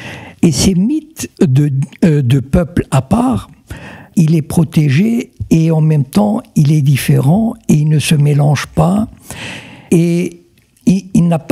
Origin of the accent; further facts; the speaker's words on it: Morocco; D'abord, moi je viens du Maroc.